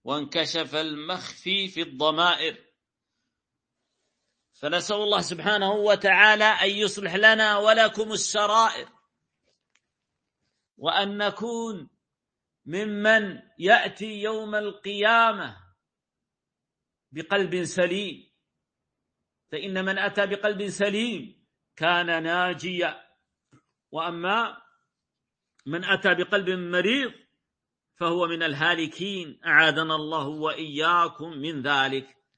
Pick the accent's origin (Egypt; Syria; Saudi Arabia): Saudi Arabia; قبيلة عندنا في السعودية، لكن ما أعرفه